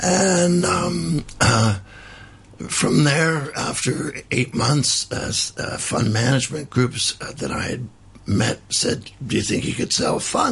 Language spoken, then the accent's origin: English; Canada; born there; moved away; also born or lived in Switzerland; even though I was born in Canada, my father was an international mining exploration geologist. I lived most of my life outside of Canada.